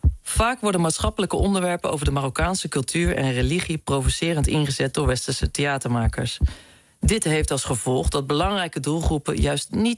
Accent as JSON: {"language": "Dutch", "town": "Gouda", "region": "South Holland", "country": "Netherlands", "said": "want ik kom eigenlijk oorspronkelijk uit Gouda"}